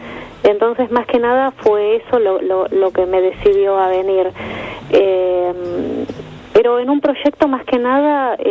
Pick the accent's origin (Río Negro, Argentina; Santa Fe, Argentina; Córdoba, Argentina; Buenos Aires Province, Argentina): Buenos Aires Province, Argentina; Bernal; now in London, United Kingdom; Está bien. Bueno, yo soy de Buenos Aires.